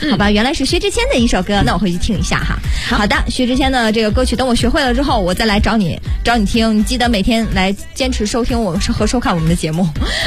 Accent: Northeast China, China; 我就是一个东北人

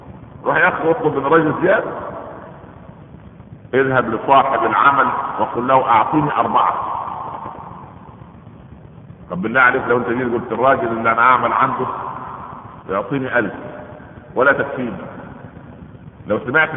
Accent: Egypt; احنا عندنا في مصر كان لما التاجر يجد الحكايه من جايبه ثمنها

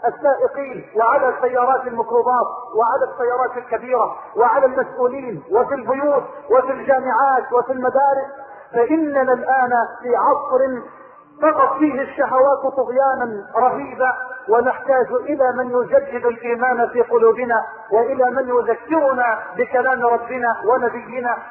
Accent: Egypt; اللهم انا نسألك ان تجعل بلدنا مصر واحة للامن والامان

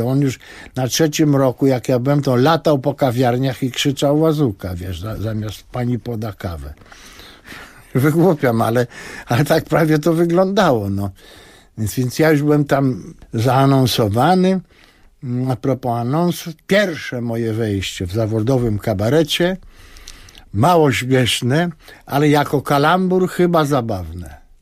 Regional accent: Lublin, Lublin Voivodeship, Poland; bo my z Lubelaki. On z Lubelaki, mało tego, z jednej ulicy, Kołłątaja.

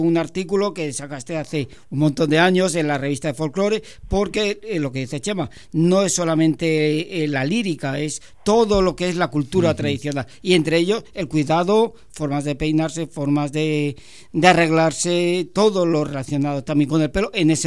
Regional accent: Luarca, Asturias, Spain; born there; nací en Luarca

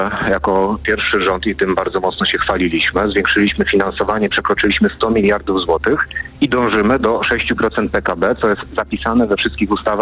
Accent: Racibórz, Silesian Voivodeship, Poland; ja akurat jestem z Raciborza, tak? Z okręgu rybnickiego. Mamy rzut beretem do Czech

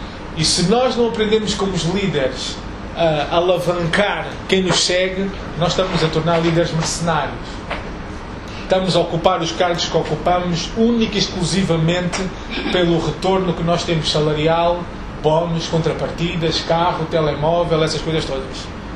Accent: Angola; sou angolano, nasci em Angola em 75, tenho 38 anos

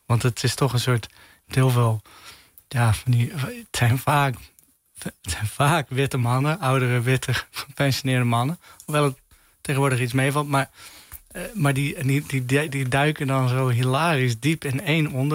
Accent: Tholen, Zeeland, Netherlands; Zeg maar, waar ik opgroeide op het eiland Tholen.

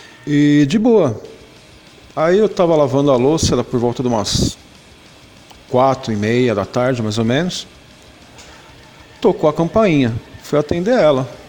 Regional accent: São Paulo, Brazil; sou aqui de São Paulo, sou casado há 17 anos

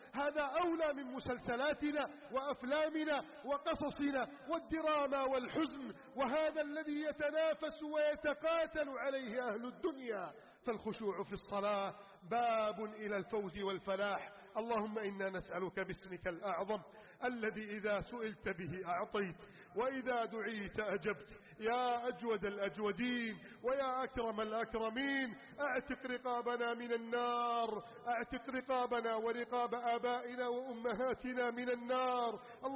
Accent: Egypt; اللهم احفظ بلدنا مصر، احفظ بلدنا مصر من كيد الكائدين

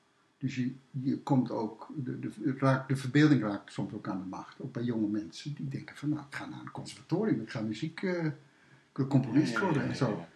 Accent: Groningen, Netherlands; En daarvoor, ik ben een Groninger, daarvoor woon ik in de Groninger binnenstad, heel lang.

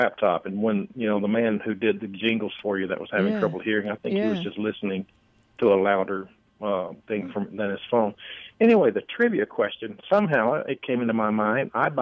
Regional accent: Nashville, Tennessee, United States; I grew up in Nashville watching Ralph Emery in the mornings before school

